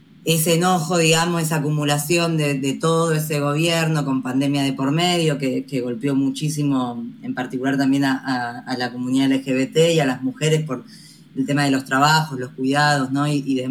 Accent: Buenos Aires, Argentina; yo soy comunicadora popular de Buenos Aires, Argentina

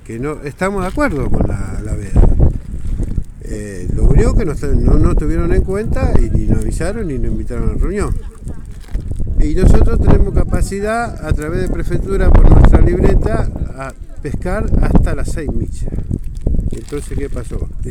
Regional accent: San Clemente, Buenos Aires Province, Argentina; Somos de San Clemente. De San Clemente

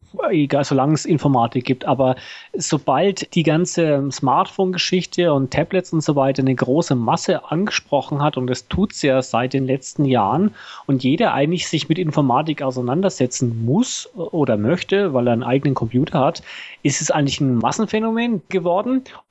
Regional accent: Germany; now in Switzerland; ich bin ja Deutscher, der in der Schweiz wohnt und ich darf ja nicht wählen.

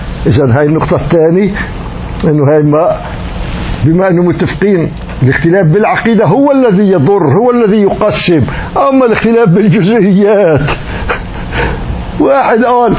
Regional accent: Damascus, Damascus Governorate, Syria; من بلدي دمشق وساكن جار شقيقي في بنائي بدمشق

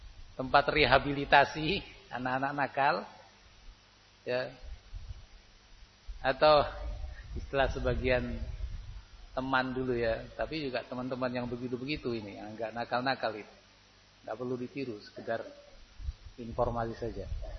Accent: Temanggung, Central Java, Indonesia; Saya dari Temanggung enggak tahu kondisi sini.

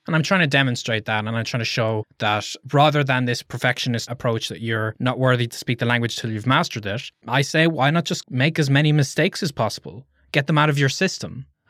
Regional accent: Ireland; I'd say, I'm from Ireland. I'm learning this language because I want to travel to your country.

